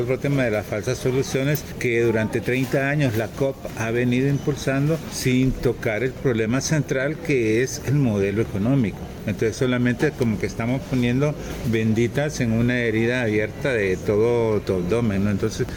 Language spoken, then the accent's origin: Spanish; Honduras; yo que soy de Honduras, el gobierno de Honduras hizo acuerdos